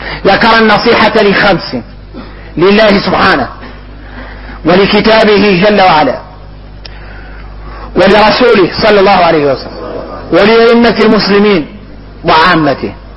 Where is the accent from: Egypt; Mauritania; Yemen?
Mauritania; حقيقة احنا موريتاني حد لا يقول الحد